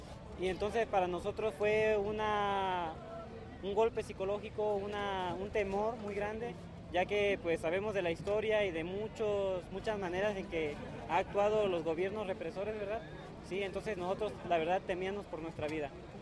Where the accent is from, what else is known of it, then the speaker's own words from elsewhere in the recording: Veracruz, Mexico; Yo trabajo en Tabasco, soy del estado de Veracruz